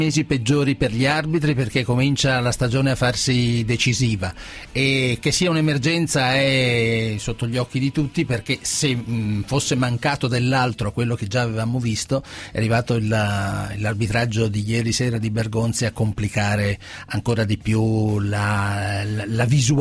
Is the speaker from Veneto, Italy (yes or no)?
yes; Veneto, Italy; Io sono veneto.